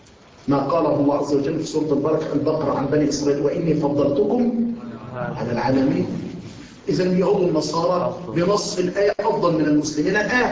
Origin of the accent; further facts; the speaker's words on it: Egypt; هؤلاء الأولاد الفتوات عندنا في مصر أيضا